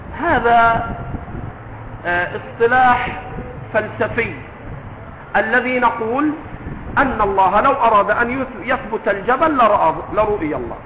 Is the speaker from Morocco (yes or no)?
no; Upper Egypt, Egypt; اسكت يا صعيدي، وأنا صعيدي ليست مسبة